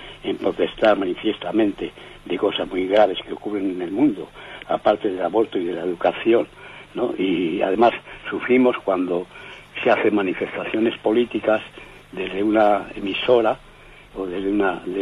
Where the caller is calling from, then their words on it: Bilbao, Basque Country, Spain; Buenos días … de Bilbao.